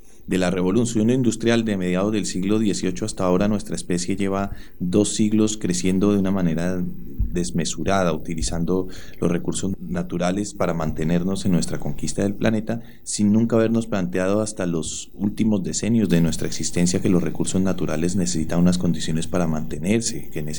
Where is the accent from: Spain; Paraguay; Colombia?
Colombia; Yo me acuerdo cuando era niño allá en Colombia